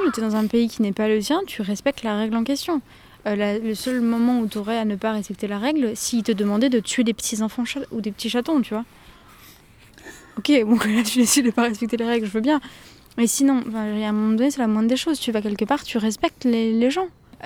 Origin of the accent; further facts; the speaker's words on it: France; je suis française